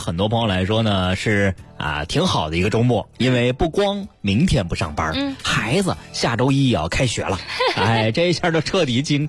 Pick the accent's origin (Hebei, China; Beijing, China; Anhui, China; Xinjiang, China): Beijing, China; 你像我们北京人常去的什刹海一带啊